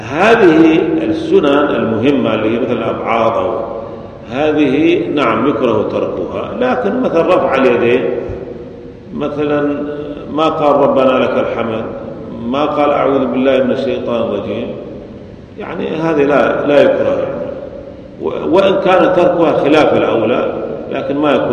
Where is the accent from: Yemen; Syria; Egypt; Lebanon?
Syria; ولذلك عندنا في سوريا غالب المساجد يجهرون